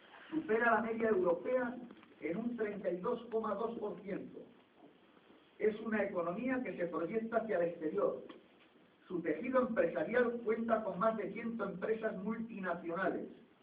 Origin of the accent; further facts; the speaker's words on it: Navarre, Spain; Yo vengo de Navarra y me gustaría situarles en nuestra realidad económica y política